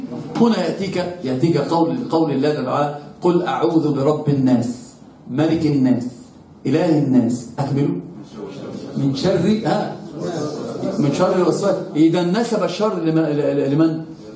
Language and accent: Arabic; Egypt; شوفوا عندنا في مصر يقولون